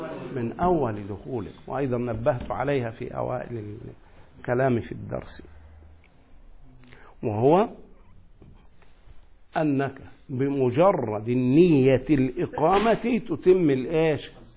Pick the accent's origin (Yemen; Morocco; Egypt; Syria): Egypt; Asyut, Asyut Governorate; يعني أنا مثلا الآن سأرجع إلى مصر، نسأل الله السلام، عندما أدخل إلى مصر سأبقى فيها أقل من 15 يوما في بلدي أسيوط.